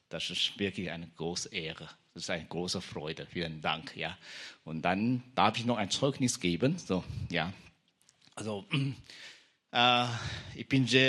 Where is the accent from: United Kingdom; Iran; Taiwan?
Taiwan; now in Germany; ich komme aus Taiwan und ich bin vor 30 Jahren circa bin hierher gekommen.